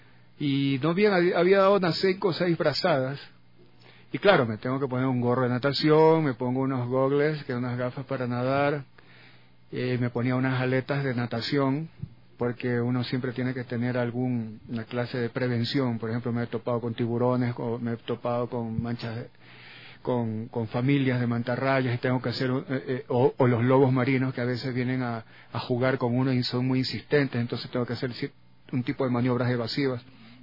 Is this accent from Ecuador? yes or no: yes; Guayaquil, Guayas, Ecuador; also born or lived in Quito / Galápagos; Muchos me dicen, no parece que hablas como guayaco. Claro, se me han pegado muchos de los dichos quiteños, y en Galápagos se me han pegado los dichos insulares